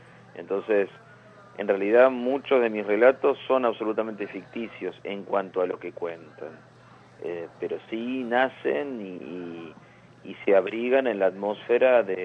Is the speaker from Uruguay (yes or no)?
no; Castelar, Buenos Aires Province, Argentina; Yo me crié en Castelar, aquí en el oeste del Gran Buenos Aires.